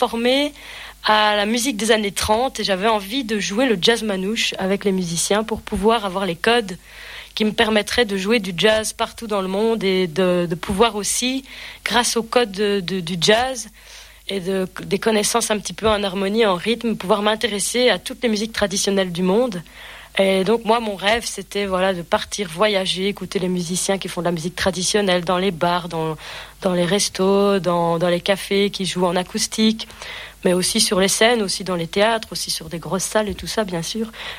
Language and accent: French; Belgium; now in France; j'ai 25 ans, je viens de Belgique, j'ai emménagé dans les Vosges il y a plus ou moins, un peu moins de 2 ans